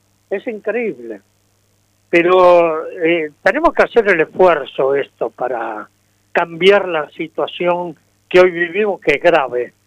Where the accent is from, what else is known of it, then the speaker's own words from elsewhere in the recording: Buenos Aires, Argentina; born there; yo nací en la República de San Telmo, limítrofe con la República de La Boca y con la República de Montserrat.